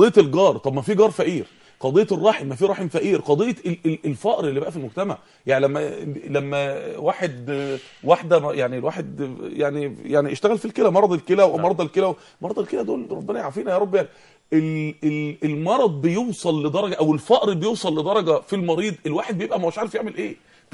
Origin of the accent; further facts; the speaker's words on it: Mansoura, Dakahlia, Egypt; الراجل اللي عندنا في المنصوره